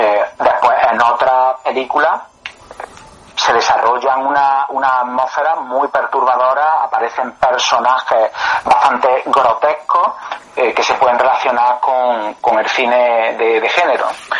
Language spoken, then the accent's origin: Spanish; Córdoba, Andalusia, Spain; Yo soy de Córdoba.